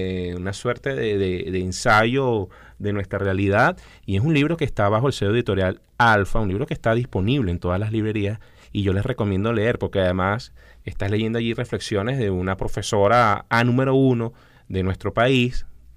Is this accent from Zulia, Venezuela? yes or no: no; Caracas, Capital District, Venezuela; pues soy venezolano y estoy aquí y vivo en Caracas